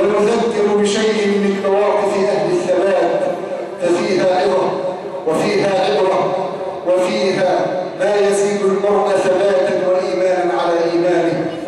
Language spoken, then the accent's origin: Arabic; Egypt; اللهم اجعل بلادنا مصر آمنة مطمئنة، سخاء رخاء